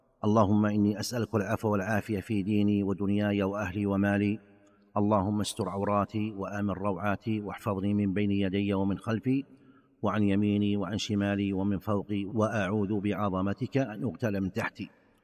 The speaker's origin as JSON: {"language": "Arabic", "country": "Saudi Arabia", "said": "فمثلا عندنا في المملكة العربية السعودية الوقت ما بين المغرب والعشاء"}